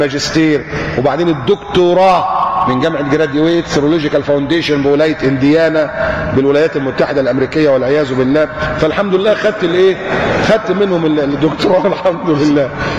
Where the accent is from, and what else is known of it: Egypt